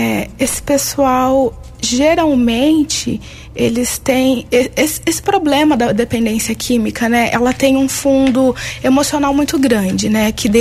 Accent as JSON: {"language": "Portuguese", "town": "Tapiratiba", "region": "São Paulo", "country": "Brazil", "tie": "born or raised there", "said": "após a formatura eu comecei um trabalho em Tapiratiba, que é a minha cidade natal"}